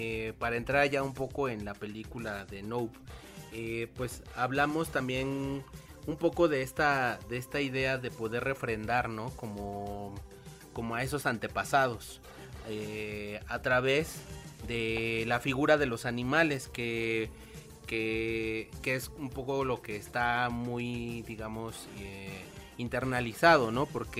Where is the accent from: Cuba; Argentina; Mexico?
Mexico; como mexicanos, llegamos a perdernos entre esa idea de que pues venimos también de indígenas